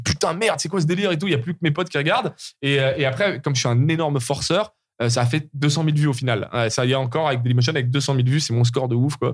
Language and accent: French; Lyon, Auvergne-Rhône-Alpes, France; Et quand je rentrais chez moi à Lyon, de cette famille d'accueil, je faisais des montages avec deux magnétoscopes